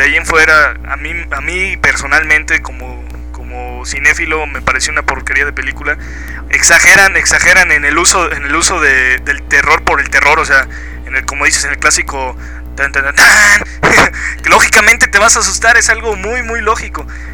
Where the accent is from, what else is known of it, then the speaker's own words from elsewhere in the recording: San Luis Potosí, Mexico; Perdón para los que son del DF, pero soy potosino.